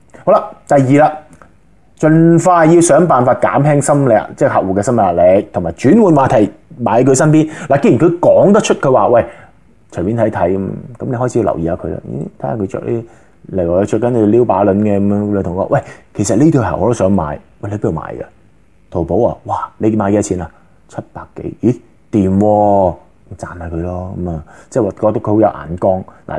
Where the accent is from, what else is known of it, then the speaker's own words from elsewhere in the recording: China; 咁嗱呢个咧就系我哋中国人一啲咁嘅陋习